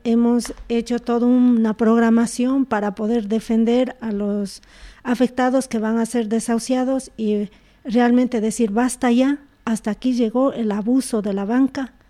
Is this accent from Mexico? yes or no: no; Ecuador; yo soy de origen ecuatoriano, allá no existe jamás esto